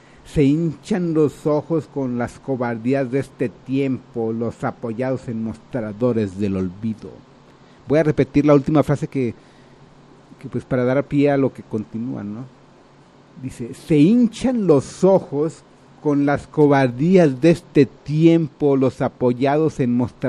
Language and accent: Spanish; Mexico; mi crítica así como muy, pues muy humilde, y más como mexicano, ¿no?